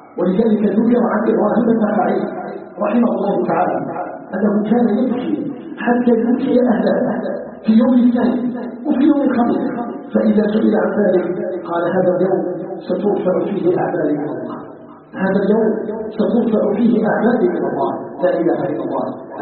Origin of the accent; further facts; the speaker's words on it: Algeria; اللهم اجعل بلدنا الجزائر بلدا آمنا مطمئنا